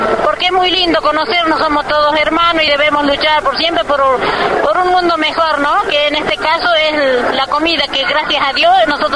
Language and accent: Spanish; Juella, Jujuy, Argentina; Ya muchos años estamos trabajando, somos de Juella, sembramos mucho